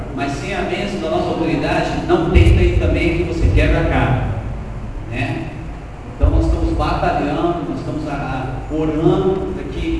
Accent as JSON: {"language": "Portuguese", "region": "São Paulo", "country": "Brazil", "said": "Eu sou paulista, sou paulistano, sou casado com uma carioca"}